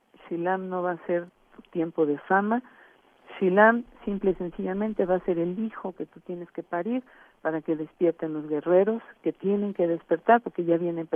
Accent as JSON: {"language": "Spanish", "country": "Mexico", "tie": "born there", "said": "Yo soy mexicana de nacimiento, nací en el territorio mexicano, ¿verdad? Tengo abuelos que vinieron de España, tengo una abuela que tiene familiares franceses … ¿verdad? Entonces, yo traigo sangre mezclada"}